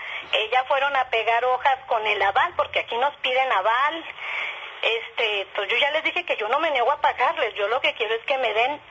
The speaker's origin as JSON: {"language": "Spanish", "town": "Torreón", "region": "Coahuila", "country": "Mexico", "said": "yo soy de Torreón, Coahuila."}